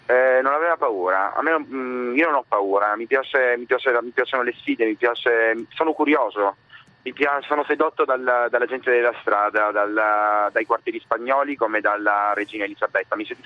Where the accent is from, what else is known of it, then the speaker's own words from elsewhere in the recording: Sicily, Italy; di origini siciliane. Io sono siciliano e sono un sognatore